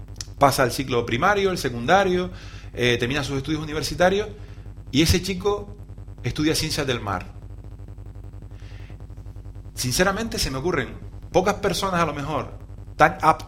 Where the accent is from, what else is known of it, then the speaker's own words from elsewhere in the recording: Canary Islands, Spain; transmitir y voy a hacer que también te sientas orgulloso como yo de ser canario.